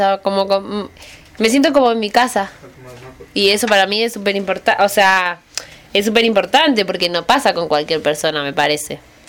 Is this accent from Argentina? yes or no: yes; Argentina; now in Buenos Aires, Argentina; soy de Argentina, del sur de Argentina, pero hace 5 años que vivo en Capital Federal, Buenos Aires.